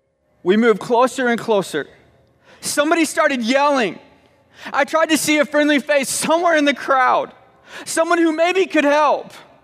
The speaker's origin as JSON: {"language": "English", "town": "Little Rock", "region": "Arkansas", "country": "United States", "said": "many of you know that I am from Little Rock, Arkansas."}